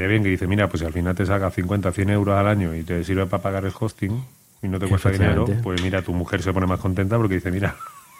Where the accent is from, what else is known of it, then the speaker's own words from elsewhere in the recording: Chile; moved away; desde que vine de Chile hasta aquí